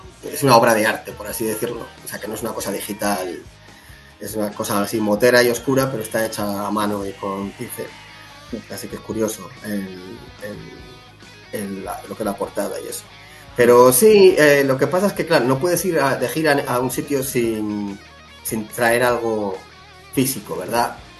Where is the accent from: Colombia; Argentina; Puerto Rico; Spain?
Spain; Cuéllar, Castile and León; que son de cerca de donde soy yo, de Cuéllar.